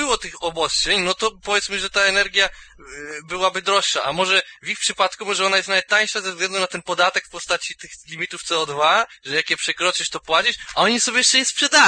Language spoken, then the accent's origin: Polish; Pomeranian Voivodeship, Poland; bo jestem Kaszubem, więc pamiętajcie o tym.